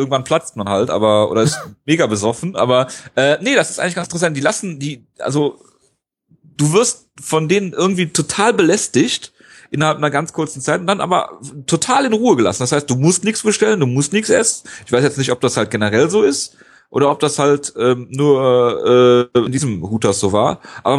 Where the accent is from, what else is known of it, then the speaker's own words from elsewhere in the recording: Leverkusen, North Rhine-Westphalia, Germany; Ja, ich komme ja aus Leverkusen und dann geht man da halt auch ins Stadion.